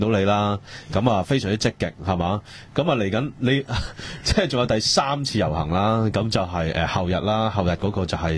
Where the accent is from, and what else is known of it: Hong Kong